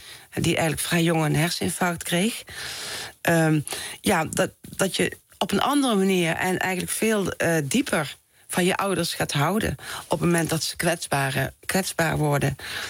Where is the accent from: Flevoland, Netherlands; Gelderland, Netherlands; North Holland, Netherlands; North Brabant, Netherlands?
North Brabant, Netherlands; Someren; in het Brabantse dorp Someren... waar ik opgroeide.